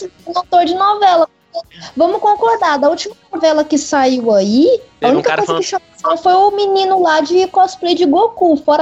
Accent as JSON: {"language": "Portuguese", "town": "Goiânia", "region": "Goiás", "country": "Brazil", "tie": "born or raised there", "accent": "Bahian mixed with Goiás", "said": "Eu, de Goiânia."}